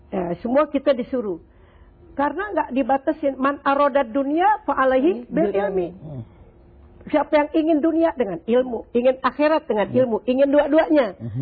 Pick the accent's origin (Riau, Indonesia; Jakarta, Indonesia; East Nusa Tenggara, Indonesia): Jakarta, Indonesia; Ya dulu saya kan orang Betawi nih ya